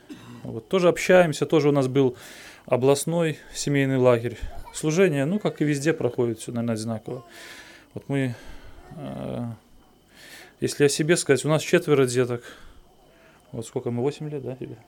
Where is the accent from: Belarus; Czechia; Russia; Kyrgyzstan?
Belarus; Vitebsk, Vitebsk Region; Нет, я из Витебска, мы с женой